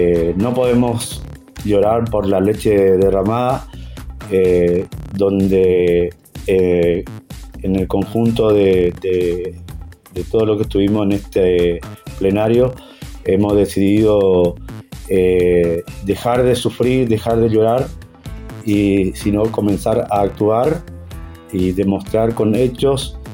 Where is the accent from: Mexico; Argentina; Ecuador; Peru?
Argentina; Puerto Iguazú, Misiones; Como ustedes saben, nosotros somos de Puerto Iguazú.